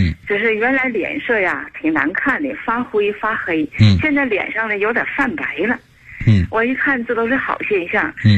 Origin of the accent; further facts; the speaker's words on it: Shenyang, Liaoning, China; moved away as an adult; now in Chengdu, China; 我是地道的沈阳人。2007年呢，我在沈阳听过老师广播。